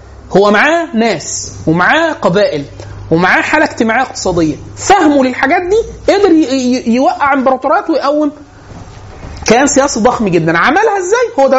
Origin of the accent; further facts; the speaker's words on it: Egypt; born there; هو من ليبيا بس اتولد في ليبيا وانا اتولدت في مصر.